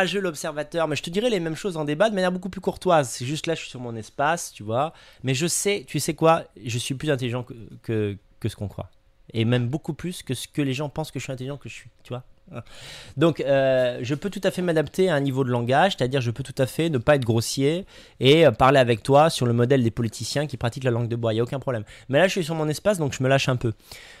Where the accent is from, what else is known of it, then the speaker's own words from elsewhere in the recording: Grenoble, Auvergne-Rhône-Alpes, France; born there; Non, je suis né à Grenoble, hein, mais je veux dire, moins 30, faut aimer.